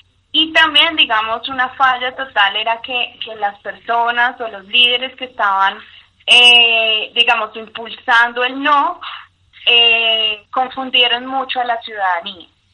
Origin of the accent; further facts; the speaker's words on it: Colombia; para nosotros también como ciudadanos colombianos